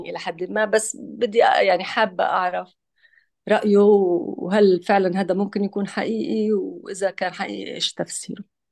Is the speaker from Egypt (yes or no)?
no; Gaza, Gaza Strip, Palestine; أنا أصلا من غزة ومتابعة يعني إلى درجة من العمق طبعا بالأحداث بصفتي يعني فلسطينية ومن غزة